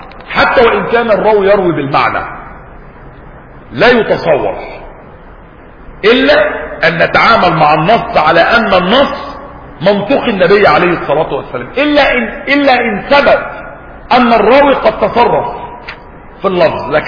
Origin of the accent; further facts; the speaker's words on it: Egypt; كان عندنا في مصر قديما حمامات